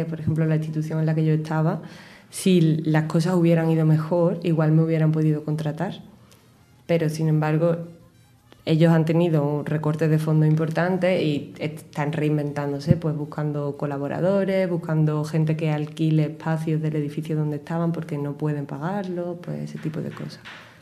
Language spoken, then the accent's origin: Spanish; Spain; los prejuicios que te encuentras como español allí es que se supone que no hablamos bien inglés